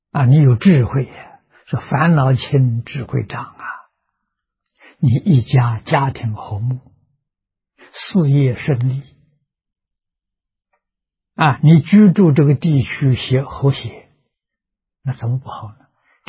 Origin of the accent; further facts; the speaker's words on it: Nanjing, Jiangsu, China; 我记得我小时候在南京念书，啊，那个时候念初中